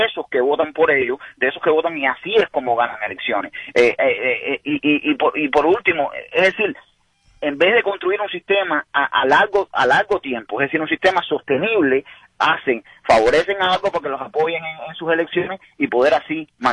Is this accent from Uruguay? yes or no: no; Cuba; soy cubano. Llevo aquí no mucho tiempo. Y es decir, viví el proceso cubano completamente.